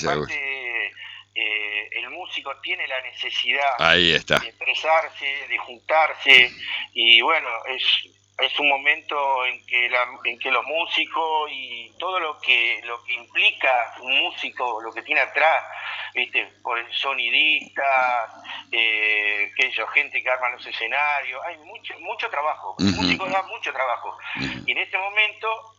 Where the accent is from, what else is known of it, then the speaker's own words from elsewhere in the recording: Buenos Aires, Argentina; now in Concordia, Argentina; yo soy de Buenos Aires y hace 26 años que vivo acá.